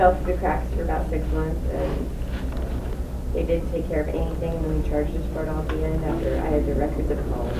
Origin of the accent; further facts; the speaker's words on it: Texas, United States; moved away as an adult; I'm from Texas. Mm-hmm. I moved here about 8 years ago